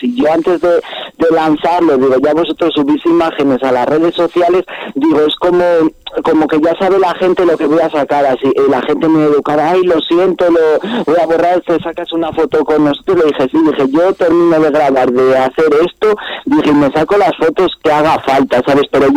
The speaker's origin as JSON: {"language": "Spanish", "town": "Sanabria", "region": "Castile and León", "country": "Spain", "tie": "born or raised there", "said": "aquí soy muy reclamado, gracias a Dios, en mi tierra, lo que es en Zamora capital no, pero lo que es en mi tierra, en Sanabria, vamos, de pueblo en pueblo y tal, y aquí soy muy reclamado."}